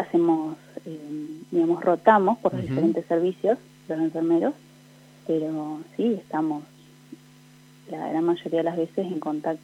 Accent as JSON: {"language": "Spanish", "town": "Victorica", "region": "La Pampa", "country": "Argentina", "said": "yo tengo 31 años, soy de Victorica, pero hace 13 años que vivo acá en Santa Rosa. Vine a estudiar otra carrera, me recibí de profesora de biología."}